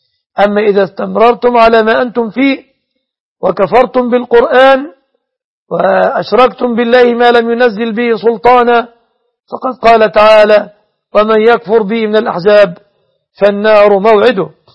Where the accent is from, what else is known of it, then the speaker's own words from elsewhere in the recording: Egypt; أسأل الله أن يحفظ بلادنا مصر آمنة مطمئنة